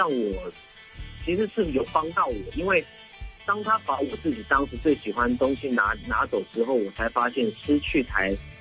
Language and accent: Chinese; Sydney, New South Wales, Australia; now in Taipei, Taiwan; 因为我是从澳洲雪梨长大的嘛